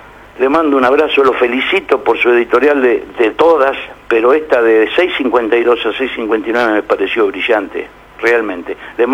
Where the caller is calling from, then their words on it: Buenos Aires, Argentina; de la Boca.